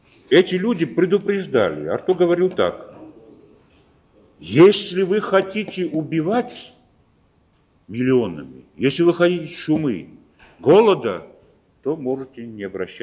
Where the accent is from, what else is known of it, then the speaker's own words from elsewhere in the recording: Georgia; Russian is a second language; Мы, конечно, как грузины можем сказать так, что мы маленькая нация